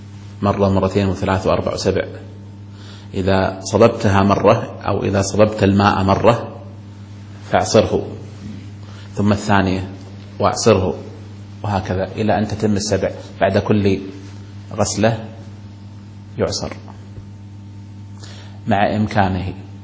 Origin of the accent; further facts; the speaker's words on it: Kuwait; نسمع في الكلام الدارج عندنا في الكويت